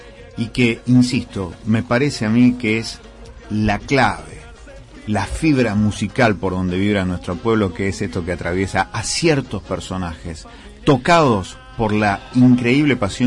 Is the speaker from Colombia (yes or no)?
no; Argentina; Soy argentino, y de Central, y de familia peronista.